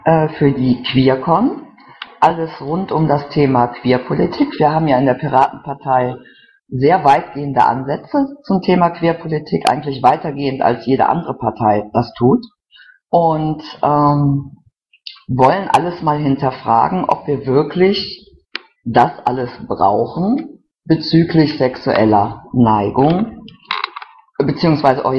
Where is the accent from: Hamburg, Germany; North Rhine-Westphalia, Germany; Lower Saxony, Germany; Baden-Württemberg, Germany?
North Rhine-Westphalia, Germany; Ich bin aus dem Rhein-Sieg-Kreis, da in Kommunalpolitik tätig.